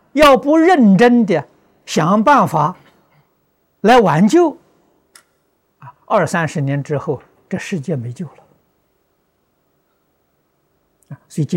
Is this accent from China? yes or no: yes; China; 我们中国人口在全世界比例不止十分之一了，大概是五分之一了。